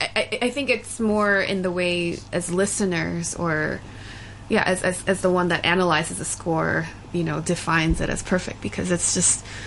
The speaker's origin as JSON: {"language": "English", "region": "New York", "country": "United States", "tie": "born or raised there", "also_born_or_lived": "Seoul, South Korea / Alabama", "said": "I grew up mainly in New York."}